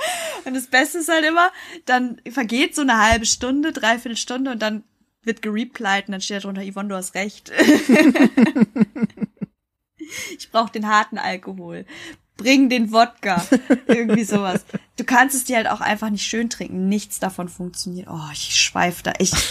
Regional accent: North Rhine-Westphalia, Germany; accent: Lippisch Platt; So, ich suche einfach so ein paar lippisch platte Wörter raus aus meiner Heimat.

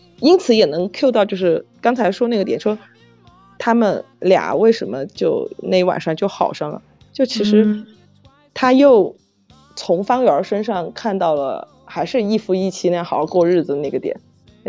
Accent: Chengdu, Sichuan, China; 但实际上我是成都的，我们这儿是府都。

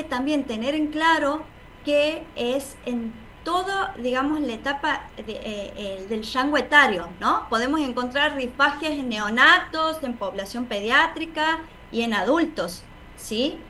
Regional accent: Santiago del Estero, Argentina; accent: tonada; no sé si por mi tonada podrán sacar de dónde soy. Soy de Santiago del Estero

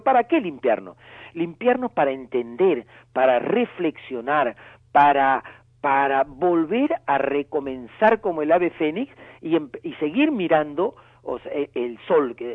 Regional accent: northern Peru, Peru; nosotros los peruanos hemos vivido desde 1980 hasta 1992 una guerra interna

